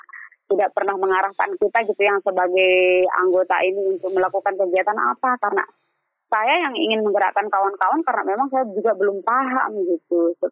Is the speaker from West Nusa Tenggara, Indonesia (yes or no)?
yes; East Lombok, West Nusa Tenggara, Indonesia; Karena kebetulan saya juga kan dari Lombok Timur gitu.